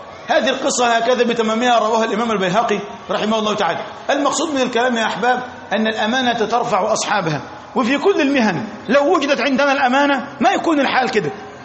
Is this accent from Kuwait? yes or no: no; Egypt; احنا عندنا في مصر مثلا